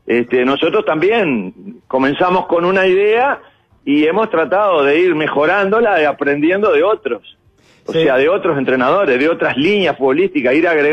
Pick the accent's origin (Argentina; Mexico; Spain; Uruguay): Uruguay; born there; Y porque nacimos en Uruguay, porque somos un país chiquitito, con muy pocos habitantes